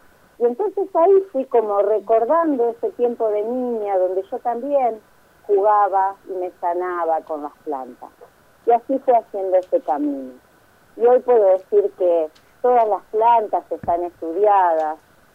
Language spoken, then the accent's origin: Spanish; Entre Ríos, Argentina; A mí me encantaba estar en el jardín de mi casa, en los montecitos, yo crecí en Entre Ríos